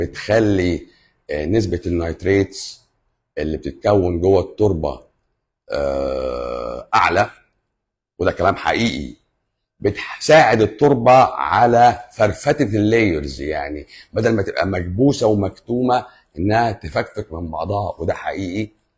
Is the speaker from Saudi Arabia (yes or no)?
no; Egypt; بس ربنا وفقنا احنا كمصريين